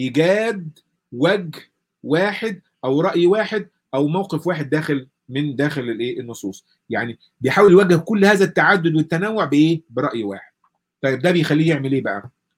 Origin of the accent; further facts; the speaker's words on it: Egypt; وعندنا في مصر مثلا تنظيميا ده قبل المملكه العربيه السعوديه وقبل الكلام ده كله